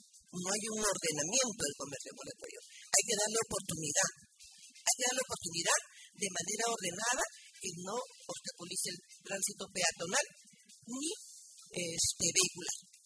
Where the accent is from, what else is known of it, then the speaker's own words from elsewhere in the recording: Ventanilla, Callao, Peru; En primer lugar, porque yo sí soy de Ventanilla.